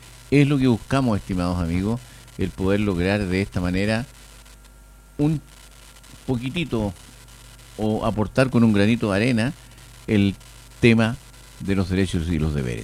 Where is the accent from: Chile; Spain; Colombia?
Chile; esas dos condiciones que debemos cumplir como chilenos